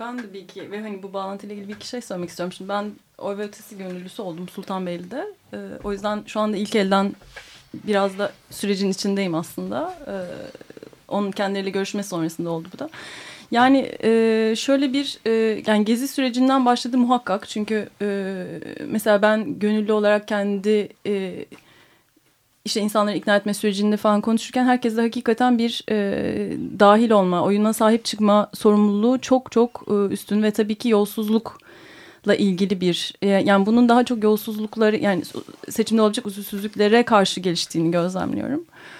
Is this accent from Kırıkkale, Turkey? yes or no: no; Istanbul, Turkey; Bir İstanbulluyum. Orası da İstanbul ama hani bilmediğim, görmediğim bir yer yani.